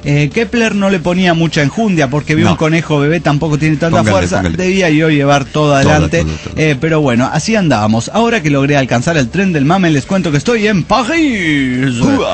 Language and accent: Spanish; Córdoba, Argentina; ahora que estoy en Córdoba Capital, mi ciudad natal.